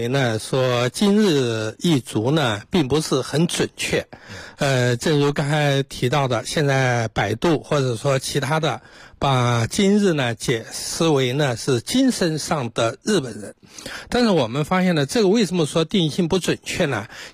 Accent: China

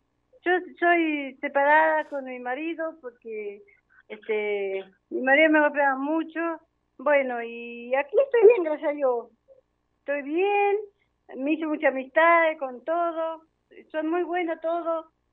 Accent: General Roca, Río Negro, Argentina; also born or lived in Rucurbán; Yo soy nacida en Rucurbán. Rucurbán queda un campo muy grande de Maquinchao. Entonces, cuando a los 14 años me fui a trabajar a Roca con una turca. Me terminé criando en Roca.

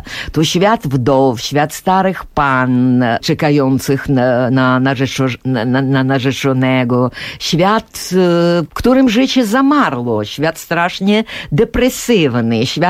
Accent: Ukraine; Polish is a second language; bo przecież no wyrostałam jako Ukrainka w tym Sojuszu Sowieckim

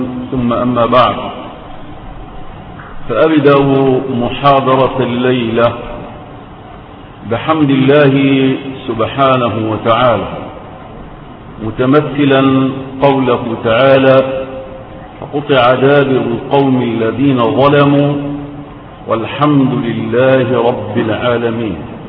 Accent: Egypt; في بلدنا مصر

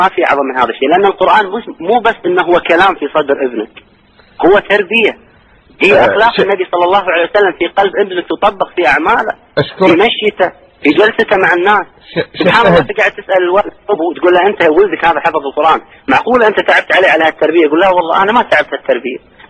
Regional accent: Kuwait; الموجودين عندنا في الكويت

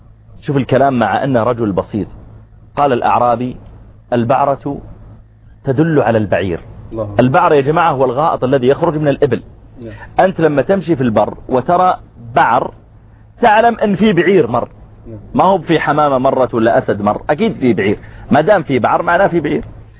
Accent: Saudi Arabia; وأقول أنا جئت من السعودية وكذا

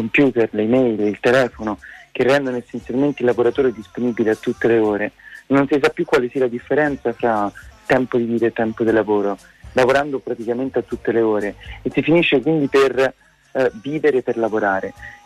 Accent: Rome, Lazio, Italy; Io sono di Roma

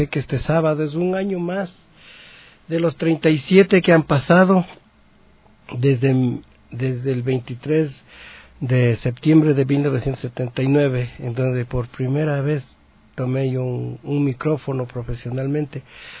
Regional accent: Latacunga, Cotopaxi, Ecuador; A mi tierra, a mi bella tierra Cotopaxi, a los cantones en donde yo canté, Mulaló, Pualó, Salcedo, Saquicilí, Tanicuchí, La Tacunga, mi bella La Tacunga.

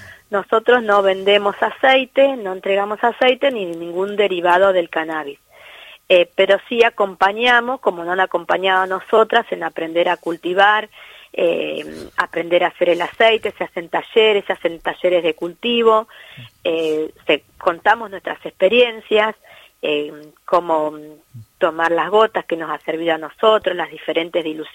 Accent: Tandil, Buenos Aires Province, Argentina; yo soy de Tandil, sí, que está más o menos a 400 kilómetros de Buenos Aires

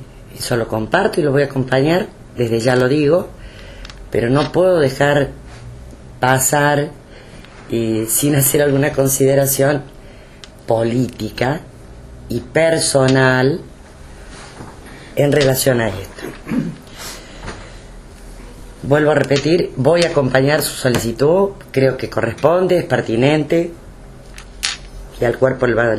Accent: Argentina; lo que yo creo es que primero somos argentinos.

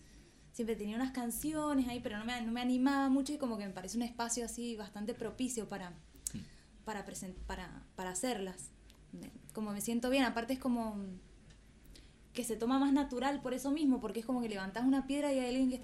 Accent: Mendoza, Argentina; Yo pienso que La Plata es un lugar que está lleno de cantautores. O sea, no puedo creer la cantidad. Soy de Mendoza, ¿viste?

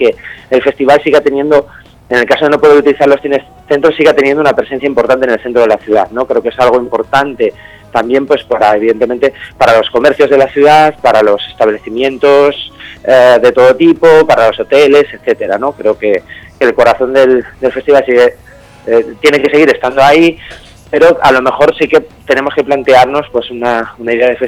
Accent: Vimenes, Asturias, Spain; born there; also born or lived in Gijón; la gente me identifica mucho con Gijón, sí que es verdad que soy nacido en Vimenes.

